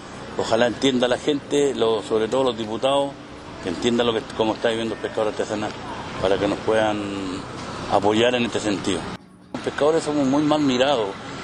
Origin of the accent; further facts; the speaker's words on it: Chile; para nosotros poder seguir laborando nosotros como chilenos